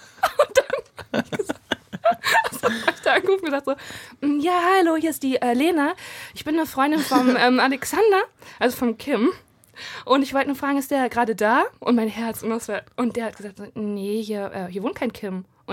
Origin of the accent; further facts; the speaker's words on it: Dinslaken, North Rhine-Westphalia, Germany; Also ich komme aus Dienstlaken